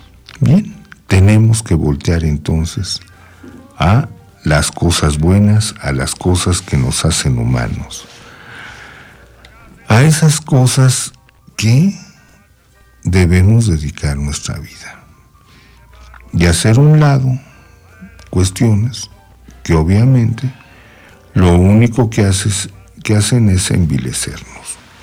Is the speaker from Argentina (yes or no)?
no; Mexico; fuera de México y de nuestro ámbito ideológico, ¿verdad?